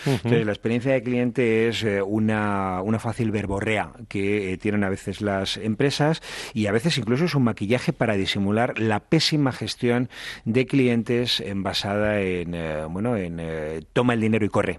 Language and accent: Spanish; Spain; Pensaba en mi país. España es un país de servicios que cuida muy poco el servicio.